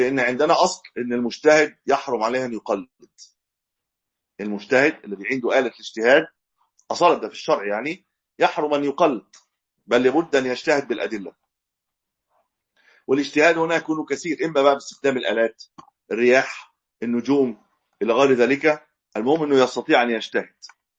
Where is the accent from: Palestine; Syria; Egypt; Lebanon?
Egypt; ودايما القبله عندنا في مصر ما بين المشرق والمغرب